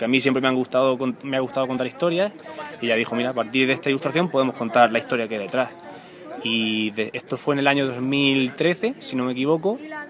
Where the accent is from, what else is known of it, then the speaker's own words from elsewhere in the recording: Caravaca, Region of Murcia, Spain; Volví en las vacaciones de Navidad a Murcia, a Caravaca, que es mi pueblo, y dije, tengo que rodar algo.